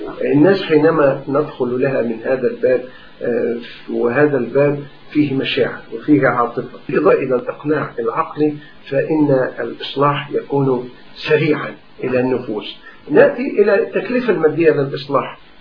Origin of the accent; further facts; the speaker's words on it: Egypt; ونحن عندنا في مصر نماذج لهذا.